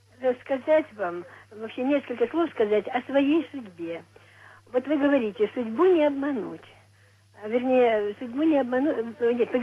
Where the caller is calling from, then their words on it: Novocherkassk, Rostov Oblast, Russia; Я звоню вам из Новочеркасска.